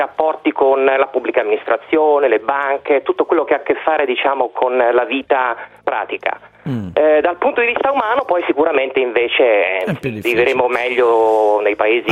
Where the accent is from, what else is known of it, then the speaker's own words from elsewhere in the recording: Rome, Lazio, Italy; Sono di Roma. Quindi il luogo classico è il cappuccino, il cornetto e la mattina.